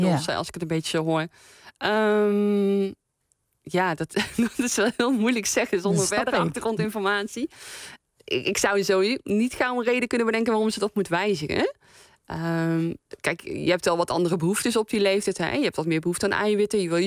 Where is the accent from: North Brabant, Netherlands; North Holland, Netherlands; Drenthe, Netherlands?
North Brabant, Netherlands; now in The Hague, Netherlands; Ik kom uit Brabant. Ik woon al jaren in Den Haag.